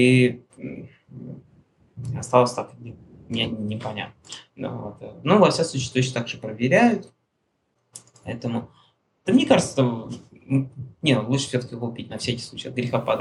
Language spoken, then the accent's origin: Russian; Russia; я говорю, товарищ, я говорю, я из России